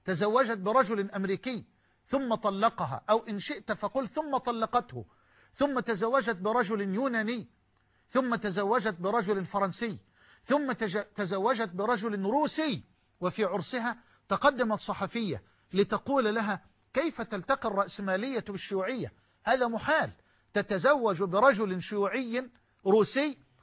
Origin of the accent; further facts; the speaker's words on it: Egypt; يعني كما يقال عندنا في مصر يضحك الطوب